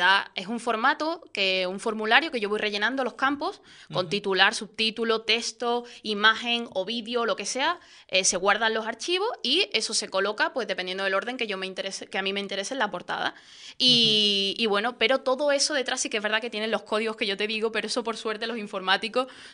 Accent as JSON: {"language": "Spanish", "town": "Morón de la Frontera", "region": "Andalusia", "country": "Spain", "tie": "born or raised there", "said": "empecé en la SER de mi pueblo, de Morón de la Frontera, un pueblecito de Sevilla."}